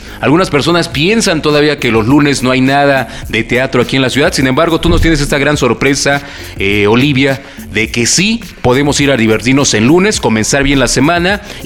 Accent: Mexico; como somos los mexicanos

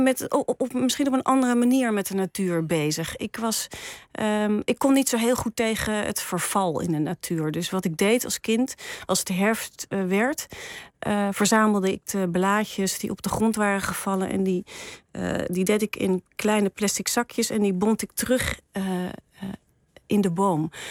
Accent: Ermelo, Gelderland, Netherlands; ik ben opgegroeid in Ermelo in de In een heel mooi vrijstaand huis. Dus in een bos, gebouwd door mijn vader.

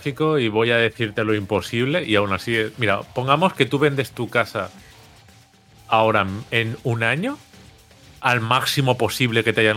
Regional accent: Benidorm, Valencian Community, Spain; Yo soy de Benidorm y aquí siempre ha habido alemanes

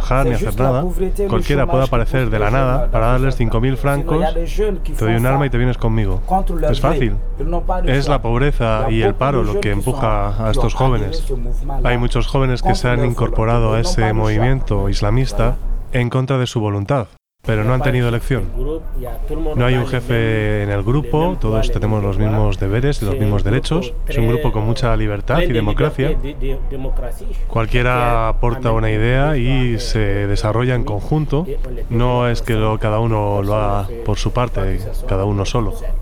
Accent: Timbuktu, Tombouctou Region, Mali; Los otros componentes del grupo son de Gao. Yo soy de Tombuctú. Somos todos del norte de Mali

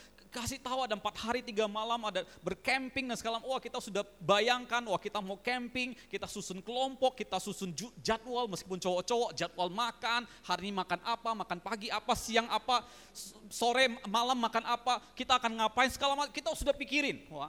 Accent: Pontianak, West Kalimantan, Indonesia; saya dari Pontianak, dari daerah, pertama kali ke Jakarta

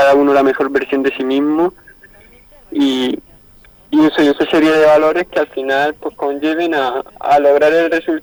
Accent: San Javier, Region of Murcia, Spain; aquí en mi tierra, en Murcia, entre San Javier, que es mi pueblo, y la capital de Murcia

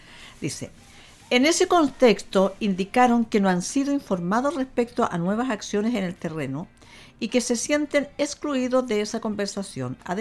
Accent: Concepción, Biobío, Chile; todos nosotros que somos de aquí de Concepción

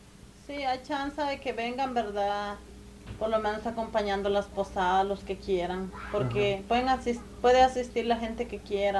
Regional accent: Guatemala; moved away; desde que nos venimos de Guatemala nunca las habíamos tenido en casa

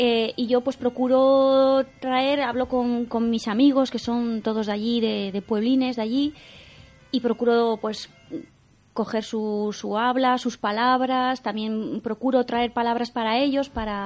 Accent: Torrelavega, Cantabria, Spain; yo soy de Torlavega. Y mis padres de aquí, de Campuzano y Sierra Pando, o sea que soy muy muy de aquí.

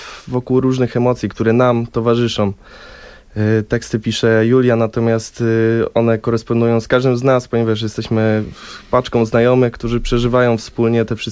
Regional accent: Wrocław, Lower Silesian Voivodeship, Poland; Proszę, z Wrocławia, jesteśmy z Wrocławia.

